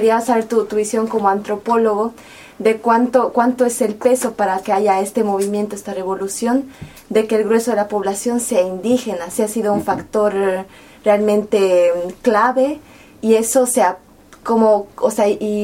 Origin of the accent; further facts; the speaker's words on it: Bolivia; vengo de Bolivia, estamos viviendo el proceso con Evo Morales, ¿no?